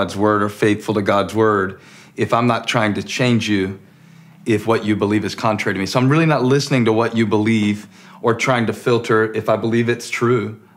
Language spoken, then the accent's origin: English; Moncks Corner, South Carolina, United States; I grew up in Monk's Corner and, you know, you had to go to school ready to fight every day. They don't believe me because it's Monk's Corner.